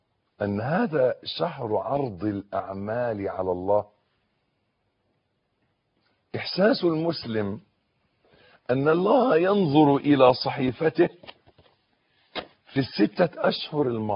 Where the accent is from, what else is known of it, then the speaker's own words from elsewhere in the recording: Egypt; accent: Egyptian; ودائما عندنا في لهجتنا المصرية معروف أن كلمة مولد أن يختلط الحابل بالنابل